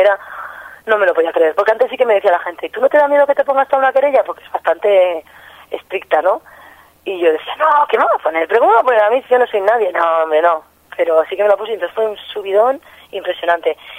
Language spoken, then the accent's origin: Spanish; Pamplona, Navarre, Spain; born there; En La Rocha, que es el barrio donde yo nací, donde me considero